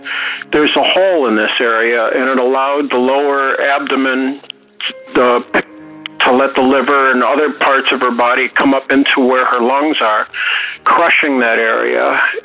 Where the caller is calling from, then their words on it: Cleveland, Ohio, United States; I'm calling from Cleveland, Ohio.